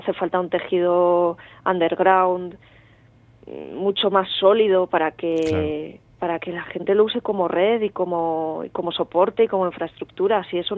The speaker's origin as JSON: {"language": "Spanish", "town": "Bilbao", "region": "Basque Country", "country": "Spain", "also_born_or_lived": "Salamanca", "lives_now": "Madrid, Spain", "said": "Soy de Bilbao."}